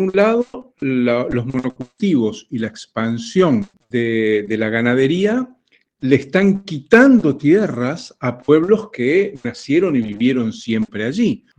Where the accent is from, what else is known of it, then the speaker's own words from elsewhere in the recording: Montevideo, Uruguay; nací y vivo en Montevideo.